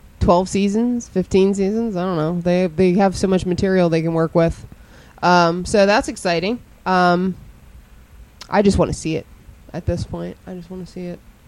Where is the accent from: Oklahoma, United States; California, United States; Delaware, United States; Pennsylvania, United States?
Pennsylvania, United States; Not my hometown, but my home state.